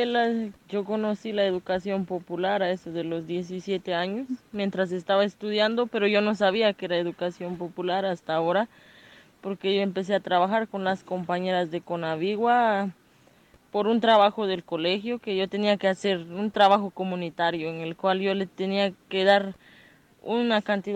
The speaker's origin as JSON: {"language": "Spanish", "country": "Guatemala", "said": "Yo soy de acá, de Guatemala"}